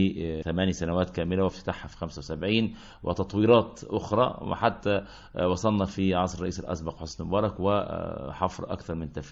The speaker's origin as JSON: {"language": "Arabic", "region": "Qalyubia", "country": "Egypt", "tie": "born or raised there", "also_born_or_lived": "Ismailia", "said": "قرية كفر الشرف الابلي شبين الاناطر الاليوبي، رغم ان انا مولود في اسماعيليه بس انا من الجيل الذي هجر، مولود سنه 60 في اسماعيليه وهجرنا هجرنا الى قريتنا، يعني الى بيت اهل بيت ابويا والعيله"}